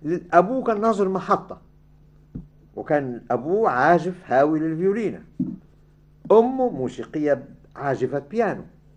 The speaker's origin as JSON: {"language": "Arabic", "country": "Egypt", "tie": "born or raised there", "said": "أنا شفته وأنا صغير في مصر يعني"}